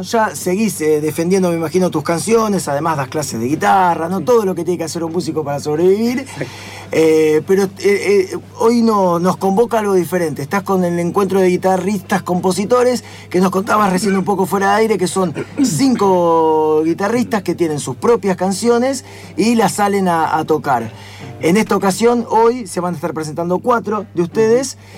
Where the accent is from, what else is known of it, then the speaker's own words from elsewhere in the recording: Quilmes, Buenos Aires Province, Argentina; Como vivimos cerca, somos todos de Quilmes, bueno, juntémonos.